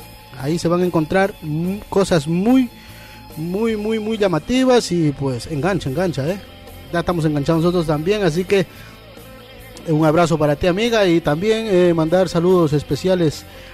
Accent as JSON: {"language": "Spanish", "town": "Catamayo", "region": "Loja", "country": "Ecuador", "tie": "born or raised there", "moved": "yes", "lives_now": "Aranjuez, Spain", "said": "Aunque mi tierra está allá en Catamayo, Loja, Ecuador, esa es mi tierra de corazón, añorada, pero mi segunda tierra, Aranjuez"}